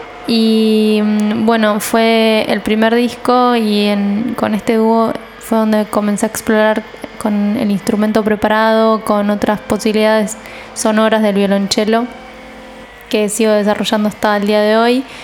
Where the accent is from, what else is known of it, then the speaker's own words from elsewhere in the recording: San Nicolás, Buenos Aires Province, Argentina; moved away as an adult; now in Buenos Aires, Argentina; Yo soy del interior, de San Nicolás. Y me vine a los 18 a ir acá y estudiar música y seguir estudiando violonchelo